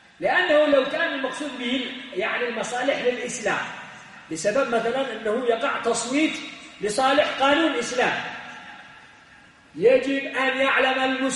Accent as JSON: {"language": "Arabic", "country": "Yemen", "said": "عندنا في اليمن"}